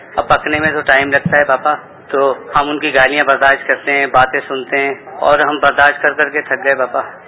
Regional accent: Karachi, Sindh, Pakistan; میرا تعلق کراچی شہر سے ہے, میں ایک مقامی ہوٹل پہ کام کرتا ہوں.

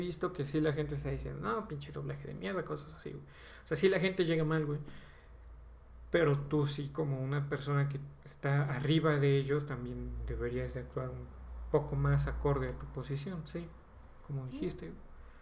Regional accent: Mexico; Porque soy mexicano, simplemente tengo que hablar con un ligero acento español.

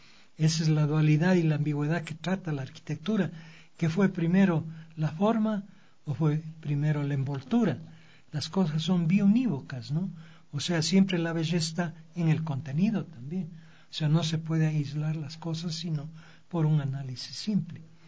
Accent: Quito, Pichincha, Ecuador; yo como quiteño, como ecuatoriano, no puedo entrar a la compañía a fotografiar.

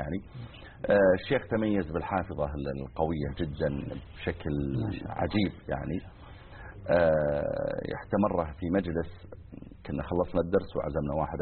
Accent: Riyadh Province, Saudi Arabia; بعض المناطق مثل ديرتنا حنا مثلا مزعل صغيرة يعني، وجنبها القوعية أكبر منها.

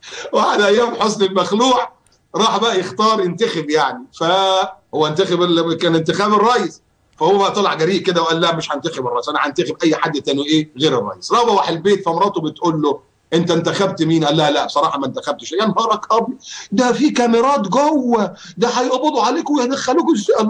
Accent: Egypt; moved away as an adult; يا كدابين، ده انا بره مصر من 2001، انا من سنه 2001 ما رجعتش مصر، ومش هرجعها الا لما ان شاء الله باذن الله يقام فيها الحق

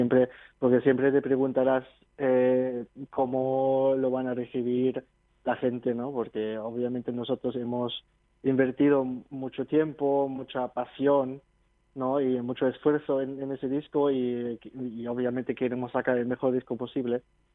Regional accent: Germany; empezamos en el 2000 en Alemania, que yo soy natural de Alemania

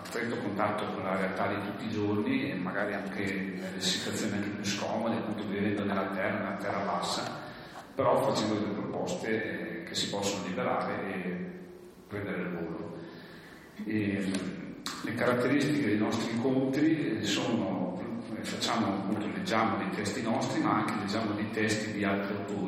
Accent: Cavalese, Trentino-Alto Adige, Italy; il nostro gruppo comprende persone che sono di Bolzano, di Baden, io di Cavalese, di Lavis, di Trento

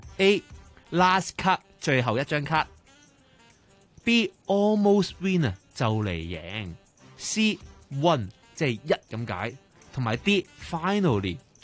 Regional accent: Hong Kong; 即係我哋香港人都會經常玩過嘅桌遊啦

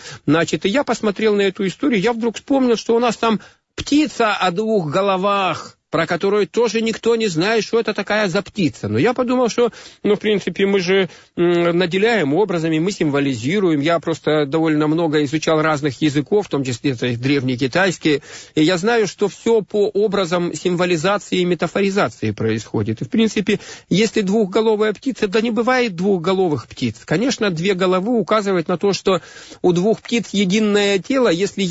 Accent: Far East, Russia; born there; я родился на Дальнем Востоке. Это моя страна, это моя родина.

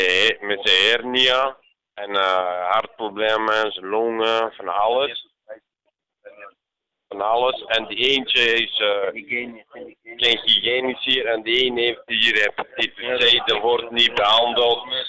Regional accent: Bosnia & Herzegovina; Dutch is a second language; moved away; En ik kom van Bosnië, die anderen komen van Armenië, Tsjetsjenië komen, Georgië, van Arabië, hebben ze verschillende landen.

